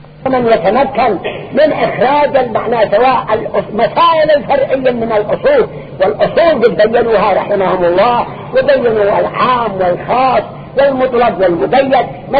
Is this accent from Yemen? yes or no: yes; Yemen; احنا نكون من اليمن بأجمعه